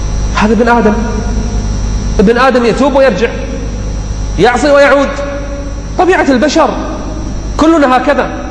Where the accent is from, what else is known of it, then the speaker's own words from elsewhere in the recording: Kuwait; العام الماضي عندنا بالكويت